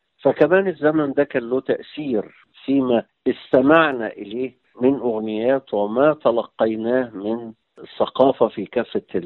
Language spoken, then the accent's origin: Arabic; Cairo, Cairo Governorate, Egypt; accent: Cairene Arabic; بس نشأتي أنا كقاهري يعني أنا انتميت أكتر للهجة العامية القاهرية